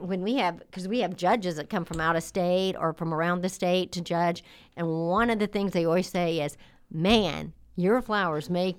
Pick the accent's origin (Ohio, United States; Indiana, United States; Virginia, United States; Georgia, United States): Indiana, United States; Yeah, because I grew up in Howard County, too.